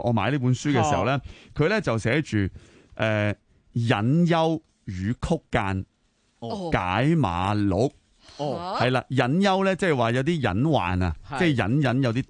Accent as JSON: {"language": "Cantonese", "country": "Hong Kong"}